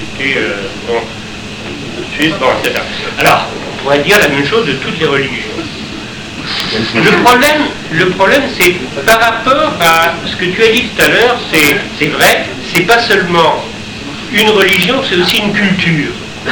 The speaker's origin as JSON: {"language": "French", "region": "Brittany", "country": "France", "said": "Je suis breton, je fais partie de ces gens qui ont eu le catholicisme."}